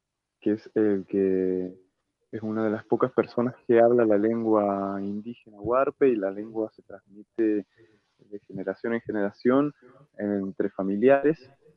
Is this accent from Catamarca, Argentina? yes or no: no; Encón, San Juan, Argentina; Yo nací en Encón, un pueblito de acá, ahí pasando las trancas ahí el límite de San Luis, San Juan. No sé, unos 50 kilómetros para adentro. Un pueblito así debe tener 200 o 300 personas. Y es parte de las comunidades huarpes